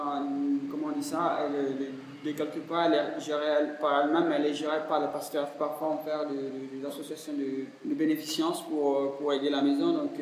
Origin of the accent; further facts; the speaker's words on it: Cameroon; first language Fula; French is a second language; Moi, je ne suis pas français. Moi, je ne suis pas anglais. Je ne suis pas italien. Mais je suis camerounais.